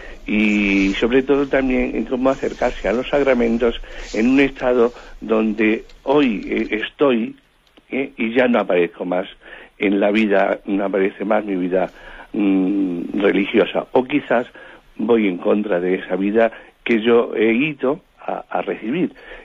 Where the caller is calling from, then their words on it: Madrid, Community of Madrid, Spain; de Madrid.